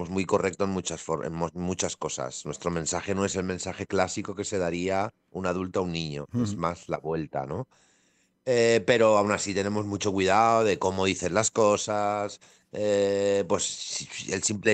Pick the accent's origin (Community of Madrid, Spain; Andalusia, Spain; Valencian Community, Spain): Valencian Community, Spain; first language Valencian; somos de un pueblo de Valencia que somos valenciano parlantes de cuna. Entonces, estamos acostumbrados a hablarnos en valenciano